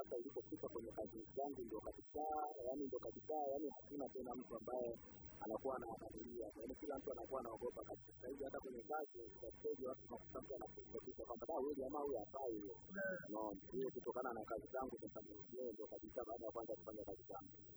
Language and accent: Swahili; Tanzania; mimi ni Mtanzania kabisa halisi. Mimi baba yangu ni Mbena, mama yangu ni Mnyakyusa. Kwa hiyo mimi ni Mtanzania.